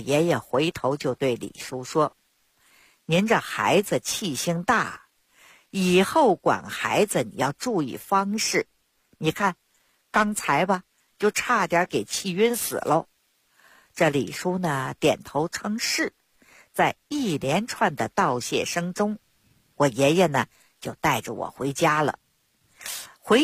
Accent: Beijing, China; 我呢，是土生土长的北京人儿。我自小呢，出生在一个中医世家。 … 我的爷爷、我的父亲那都是郎中。在北京城里，我们家有一间药铺

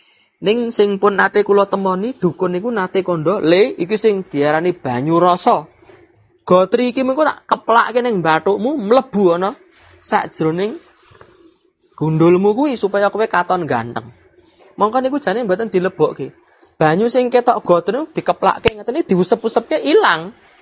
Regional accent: Java, Indonesia; Kula wong Jawa niku mboten saged basa Jawa

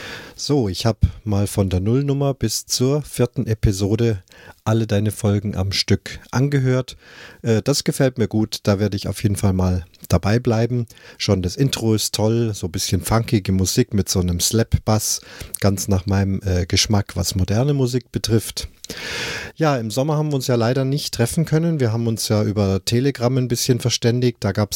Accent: Munich, Bavaria, Germany; Das ging ja los in München, meiner Heimatstadt.

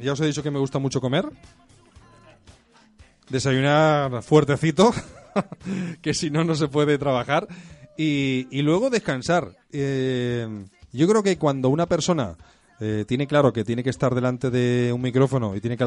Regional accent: Barcelona, Catalonia, Spain; Yo soy de Barcelona.

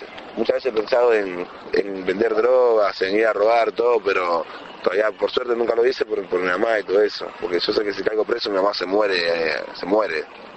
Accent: Dominican Republic; now in Argentina; soy dominicano, tengo 22 años. Hace 10 años vivo acá en Argentina y hago rap.

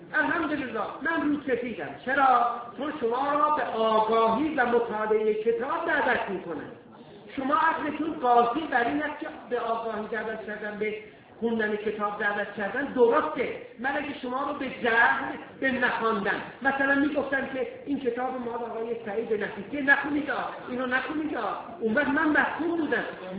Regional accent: Iran; ما ایرانی هستیم، در آذربایجان و کفکاز نژادهای مختلفی از ایرانیان زندگی کردن

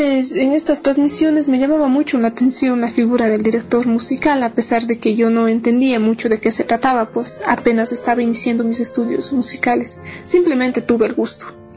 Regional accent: Ecuador; Entonces es responsabilidad nuestra como músicos ecuatorianos interpretar obras de nuestros compositores

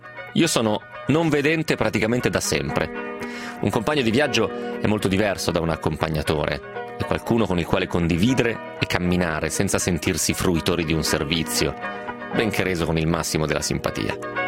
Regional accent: Rome, Lazio, Italy; qualcuno mi chiede se frequento il Papa, dato che dico che vengo da Roma.

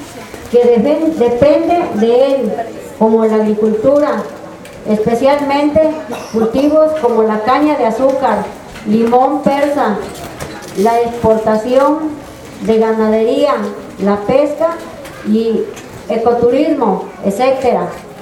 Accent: Amatlán de los Reyes, Veracruz, Mexico; Vengo de la comunidad de Ojo de Agua Grande, municipio de Amatlán de Nogales, Veracruz.

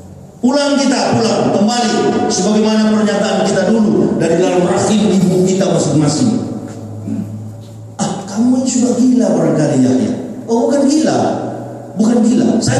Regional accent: Manado, North Sulawesi, Indonesia; Kita orang bersaudara, saya kan orang Manado.

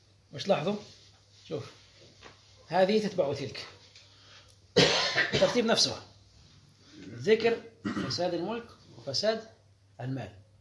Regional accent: Algeria; هذا المصطلح اليوم في القوانين الوضعية عندنا في الجزائر هنا

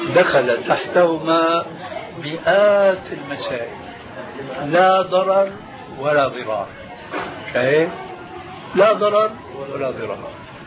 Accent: Syria; أحد العلماء الأذكياء عندنا في سوريا

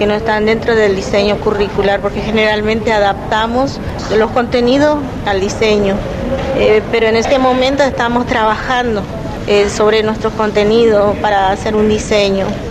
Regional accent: Formosa, Argentina; Nosotros venimos de la provincia de Formosa, precisamente del barrio Namcom, que queda a 10 kilómetros de la ciudad.

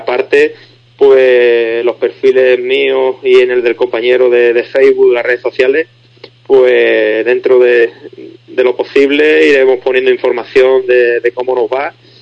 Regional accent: Spain; somos unos 30 españoles los que vamos.

